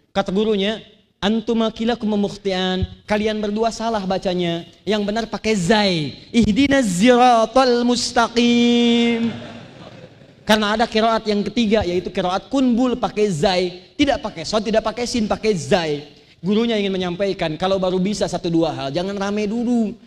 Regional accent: Banten, Indonesia; Sama dengan kita orang Banten bilang sepeda.

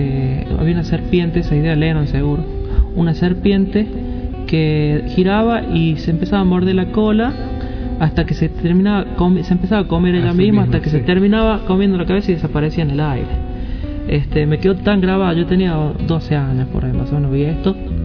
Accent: La Rioja, Argentina; Manifestarte con el banjo siendo riojano o argentino.

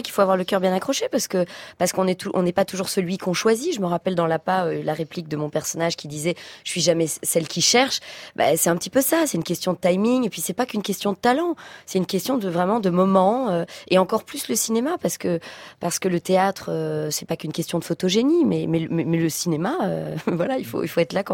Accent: Belgium; now in France; en tant que citoyenne de France, même si je suis belge, et maman

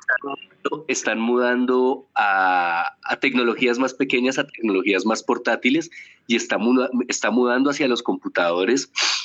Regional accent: Colombia; en todo lo que es nuestra idiosincrasia como colombianos, como nos hemos formado como colombianos

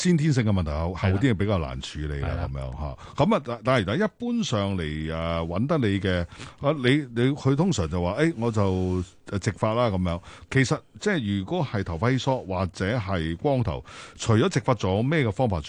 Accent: Hong Kong; 但其实我哋香港人系呢两代咧好大嘅转变嘅，成个生活习惯

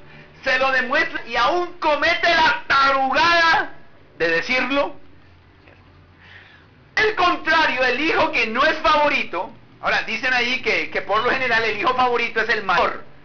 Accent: Barranquilla, Atlántico, Colombia; yo vine de Barranquilla

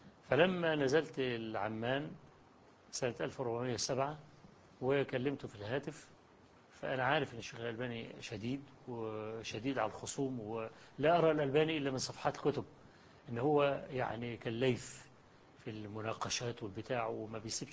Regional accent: Egypt; وقلت له أنا جئت من مصر عشان أقابلك وإلى آخره.

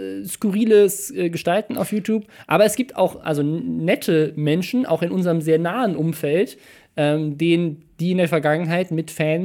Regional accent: Starnberg, Bavaria, Germany; bei mir, da wo ich herkomme, in Starnberg

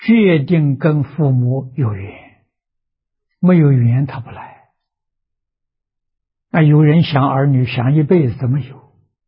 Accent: China; 就是我们中国人讲孝子贤孙的。

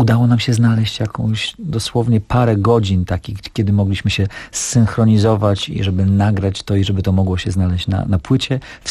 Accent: Białystok, Podlaskie Voivodeship, Poland; I ja pochodzę z Białegostoku, także ten utwór znam od dzieciństwa i tutaj, i też mam odpowiedni akcent w związku z moim pochodzeniem, także tutaj i moje nazwisko też jest ukraińskie

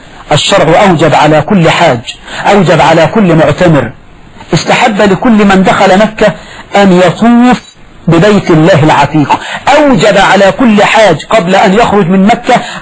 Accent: Egypt; لكن القضاء عندنا في مصر يجعل لهم وصية واجبة

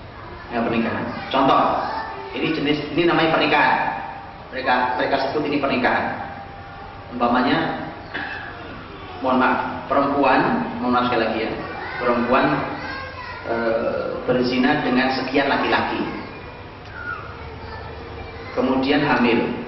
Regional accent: East Java, Indonesia; saya ajak ke kota saya di Jawa Timur.

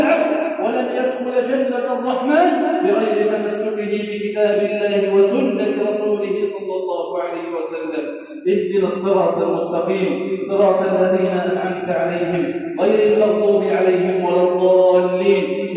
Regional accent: Egypt; اللهم اجعل بلدنا مصر سخاء رخاء أمنا أمانا

